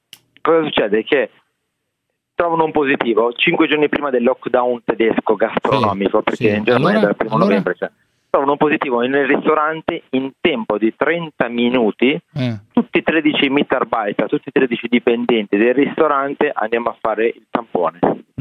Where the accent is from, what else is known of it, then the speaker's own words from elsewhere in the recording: Milan, Lombardy, Italy; perché io sono anche milanese